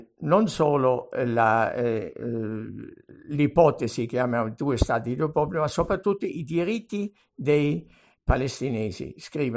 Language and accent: Italian; Germany; Per me che sono tedesco non è una cosa nuova